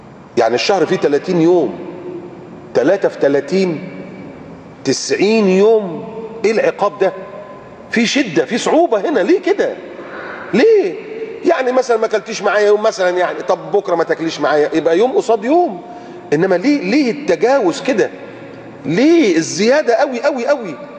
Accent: Alexandria, Alexandria Governorate, Egypt; يقول لك اللي ساكن في مثلا في اسكندريه، عندنا في اسكندريه اللي ساكن في محطه الرمل او المنشيه ده هاي كلاس

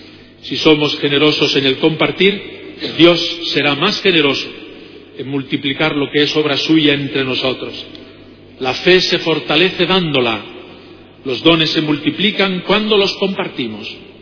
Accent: Puente del Arzobispo, Castilla-La Mancha, Spain; la etapa de mi pueblo natal, Puente del Arzobispo, del que nunca me he sentido desarraigado, sino al que vuelvo con los mejores recuerdos de mi infancia y juventud

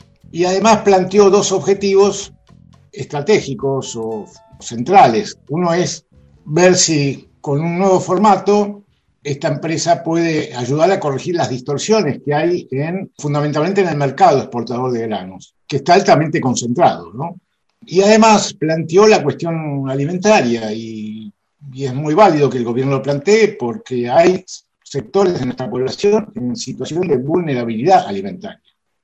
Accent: Argentina; millones de consumidores que somos los argentinos

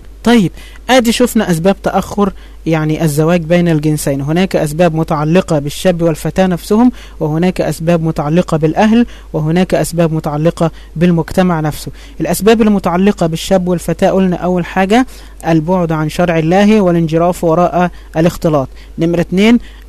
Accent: Egypt; يعني احنا عندنا في مصر حاجة اسمها الشبكة

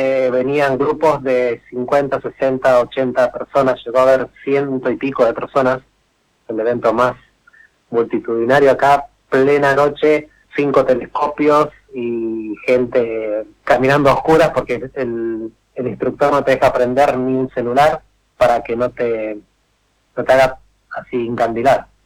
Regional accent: Buenos Aires Province, Argentina; yo nací y me crié en Buenos Aires, en conurbano bonaerense, en zona oeste. Uh-huh. Y bueno, mi mamá es cordobesa y mi papá es florense.

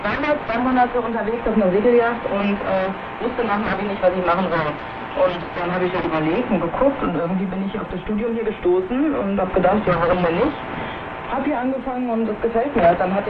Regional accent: Paderborn, North Rhine-Westphalia, Germany; Ich komme aus Paderborn, das ist ja wirklich sehr im Inland.

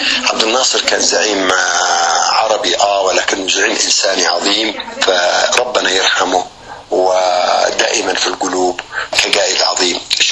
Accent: Yemen

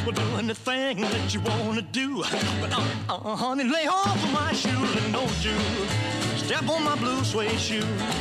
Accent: Bermeo, Basque Country, Spain; si a mí no me mentes mi pueblo

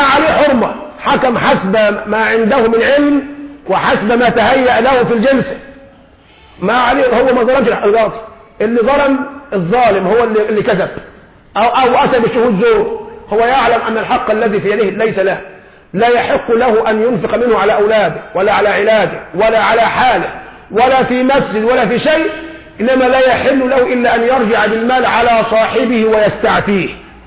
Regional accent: Egypt; لذلك نحن كشعب مصري شعب طيب،

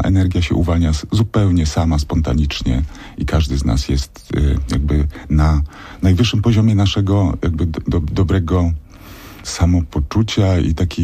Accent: Świdnica, Lower Silesian Voivodeship, Poland; bo ja jestem z Dolnego Śląska, ze Świdnicy

